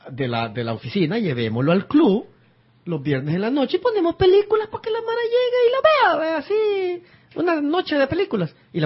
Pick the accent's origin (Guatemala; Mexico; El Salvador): El Salvador; Acajutla, Sonsonate; mi infancia, yo la viví en Acajutla, que es una ciudad fuera de San Salvador, olvidada por el mundo